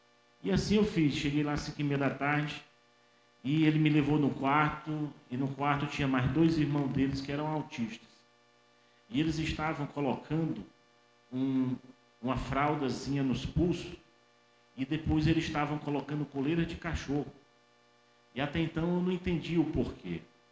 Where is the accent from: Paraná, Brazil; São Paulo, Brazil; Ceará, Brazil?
Ceará, Brazil; now in Piauí, Brazil; eu sou cearense, estou aqui há 6 anos, no Piauí.